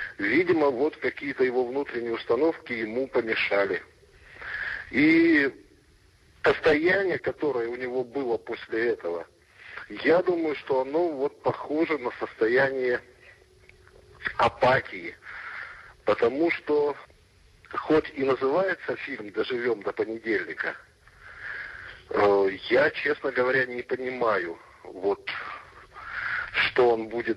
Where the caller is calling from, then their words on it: Yekaterinburg, Sverdlovsk Oblast, Russia; Я вам звоню из Екатеринбурга.